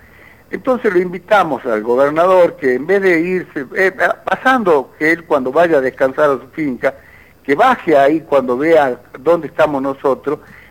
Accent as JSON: {"language": "Spanish", "town": "Metán", "region": "Salta", "country": "Argentina", "said": "Nosotros somos de Metán. Metán está al sur de Salta, para ubicarlo más o menos 140 kilómetros al sur de Salta, yendo en la ruta que va a Tucumán, en la ruta 34."}